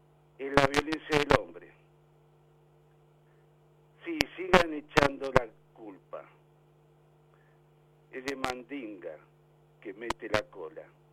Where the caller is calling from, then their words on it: San Fernando, Buenos Aires Province, Argentina; de San Fernando.